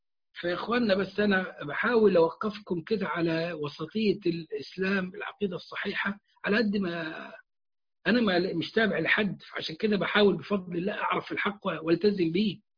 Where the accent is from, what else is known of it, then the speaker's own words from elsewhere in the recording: Egypt; وعندنا في مصر انتوا عارفينهم ولا اقول لك عليهم؟